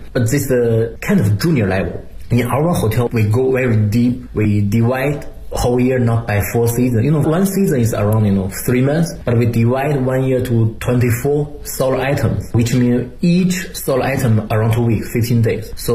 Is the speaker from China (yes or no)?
yes; Beijing, China; I'm from Beijing, I know Beijing a lot.